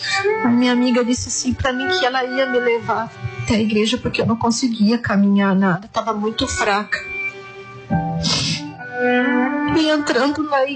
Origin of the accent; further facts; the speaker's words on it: Joinville, Santa Catarina, Brazil; eu sou de Joinville, Santa Catarina.